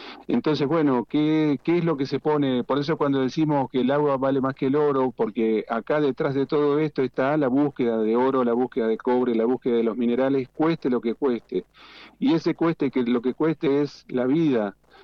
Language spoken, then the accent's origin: Spanish; Entre Ríos, Argentina; born there; now in Mendoza, Argentina; acá en Mendoza, es más, mira, yo soy nacido en Entre Ríos, yo nací en la costa del río Uruguay, a 300 metros del río Uruguay.